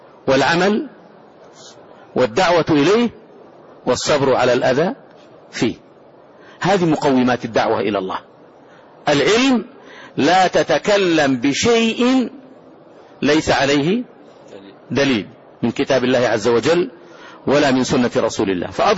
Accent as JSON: {"language": "Arabic", "country": "Saudi Arabia", "said": "هذه البلاد، بلادنا المملكة العربية السعودية"}